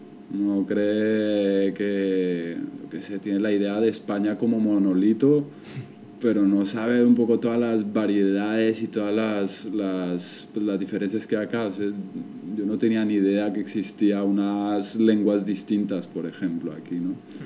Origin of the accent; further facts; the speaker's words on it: Bogotá, Colombia; moved away as an adult; now in Barcelona, Spain; ya llevo 12 añitos aquí en esta ciudad. Yo soy de Bogotá y yo me vine cuando tenía 18 años. Aquí a Barcelona.